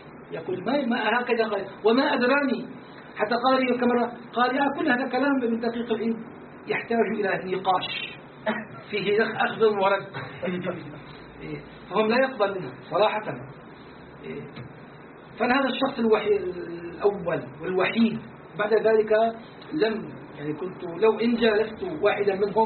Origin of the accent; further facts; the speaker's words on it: Damascus, Damascus Governorate, Syria; من دمشق أشعري العقيدة جلازيري الطريقة